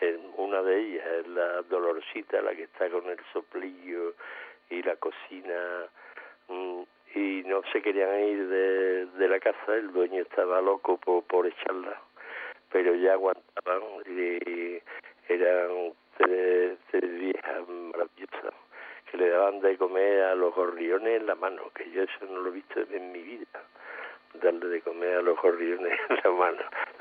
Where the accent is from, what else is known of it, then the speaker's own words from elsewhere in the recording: Seville, Andalusia, Spain; yo soy andaluz, soy sevillano andaluz y rockero, en parte.